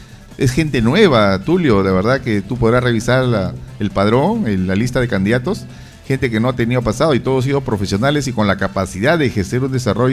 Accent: Peru; Esto no es una guerra, señores, somos todos peruanos.

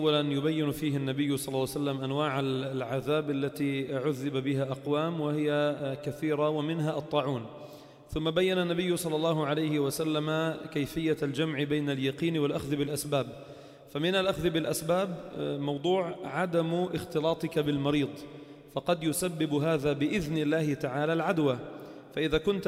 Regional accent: Lebanon; والذي يستطيع عندنا في لبنان قليل جدا

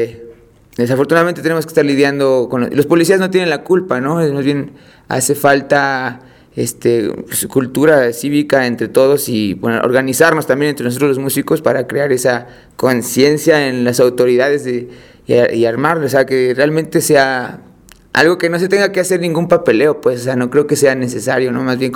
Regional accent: Mexico City, Mexico; Yo nací en La Cruz, Iztacalco, y crecí en la Agrícola Oriental. Y después, a los 10 años me fui a vivir a Iztapalapa, ahí por Cabeza de Juárez. Entonces soy de zona oriente siempre, ¿no?

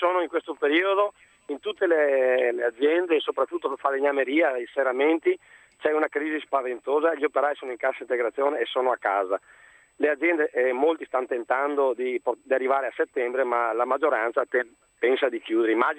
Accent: Veneto, Italy; also born or lived in Arborea, Sardinia; sono un veneto con i natali sardi.

